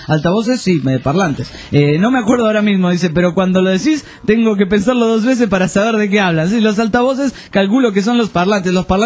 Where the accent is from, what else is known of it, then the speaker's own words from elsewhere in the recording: Peru; Soy peruano.